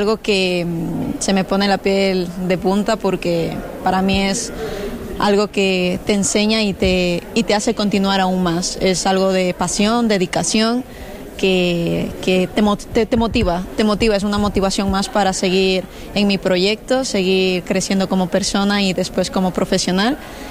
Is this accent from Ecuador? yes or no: yes; Quito, Pichincha, Ecuador; sé que me están viendo desde mi país, incluso soy quiteña